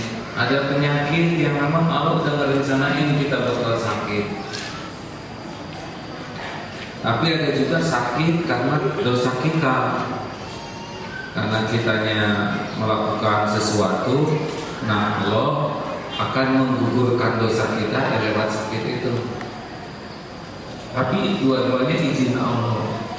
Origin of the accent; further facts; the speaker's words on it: United States; born there; Indonesian is a second language; Saya tidak pesan lahir di Amerika.